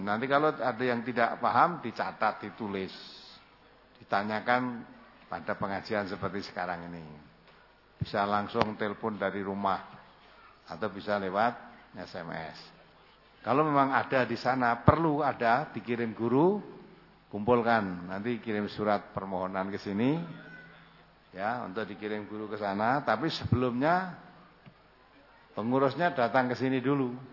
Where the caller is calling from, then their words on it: Bulukumba, South Sulawesi, Indonesia; dari Bulukumba